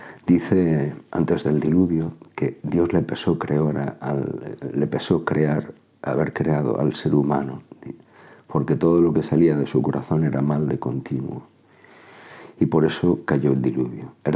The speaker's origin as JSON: {"language": "Spanish", "town": "Zaragoza", "region": "Aragon", "country": "Spain", "said": "En mi tierra, aquí en Aragón, Zaragoza, en España"}